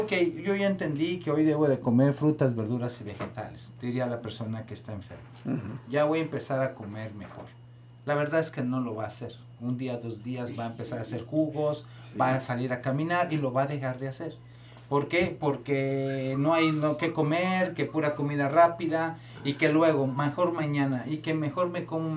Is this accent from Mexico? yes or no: yes; Michoacán, Mexico; also born or lived in Guadalajara; Yo soy de Sabue, Michoacán, pero estudié en Guadalajara. Yo vivía en el Coli.